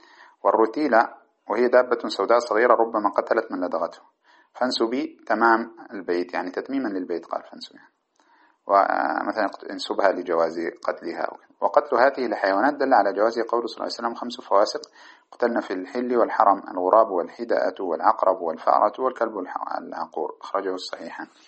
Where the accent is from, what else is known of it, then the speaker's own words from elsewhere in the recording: Sudan; ماذا تسمى عندنا في السودان تعرفونها